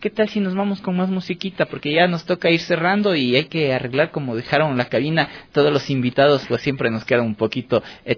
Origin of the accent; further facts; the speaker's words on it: Ecuador; aparte de los ritmos ecuatorianos que me encanta, de la música hecha en mi país